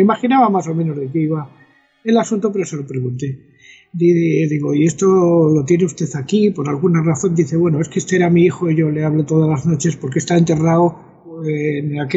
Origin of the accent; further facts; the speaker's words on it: El Escorial, Community of Madrid, Spain; el monasterio del Escorial, que como tú sabes, es mi pueblo.